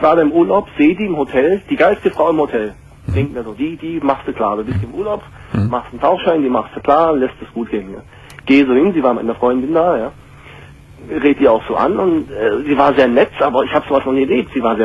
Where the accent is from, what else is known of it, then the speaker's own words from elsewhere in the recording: Hungary; Also, ich bin aus Ungarn, ich komme aus Ungarn.